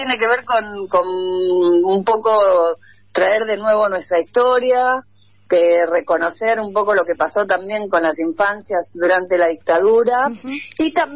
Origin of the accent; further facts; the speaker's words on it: Mexico; now in Argentina; yo nací en México, como decía, después me hice argentina, pero bueno, mi lugar de nacimiento sigue siendo es México y tengo largos años de mi infancia allá.